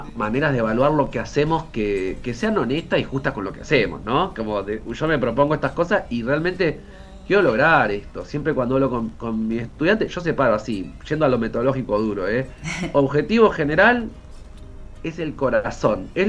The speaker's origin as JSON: {"language": "Spanish", "town": "Bahía Blanca", "region": "Buenos Aires Province", "country": "Argentina", "said": "las personas que somos de Bahía Blanca no nos hemos mojado con el agua de la bahía."}